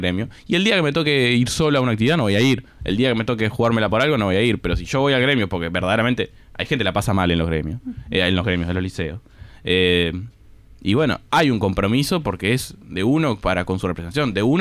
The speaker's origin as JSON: {"language": "Spanish", "town": "Río Branco", "region": "Cerro Largo", "country": "Uruguay", "said": "soy un estudiante de Río Branco"}